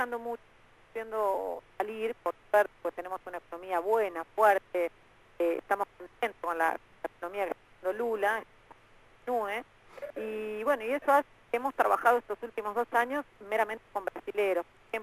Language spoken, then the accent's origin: Spanish; Argentina; nosotros los argentinos, lo digo como argentina